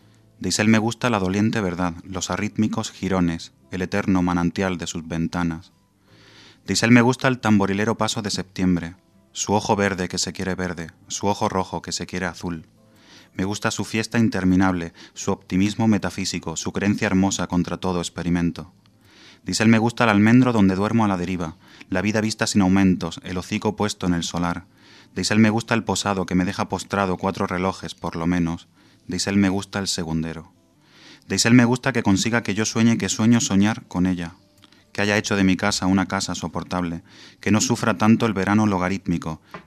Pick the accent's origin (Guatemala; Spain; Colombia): Spain; Andalusia; llegué a Madrid rimando, porque yo vengo de Andalucía.